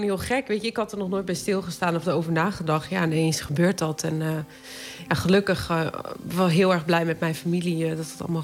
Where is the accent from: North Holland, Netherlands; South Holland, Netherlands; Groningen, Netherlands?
Groningen, Netherlands; En ik kom uit Groningen en daar was helemaal niet echt heel erg veel.